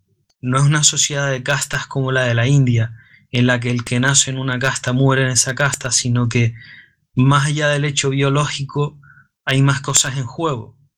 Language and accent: Spanish; Canary Islands, Spain; como se dice en Canarias, en mi tierra